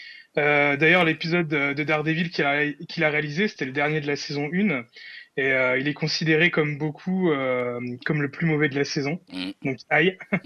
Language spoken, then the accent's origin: French; Nancy, Grand Est, France; Bah putain, je viens de Nancy.